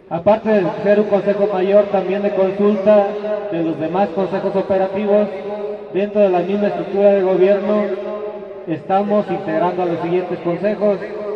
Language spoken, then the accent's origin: Spanish; Michoacán, Mexico; Decíamos que aparte de charadenses somos también michoacanos, somos mexicanos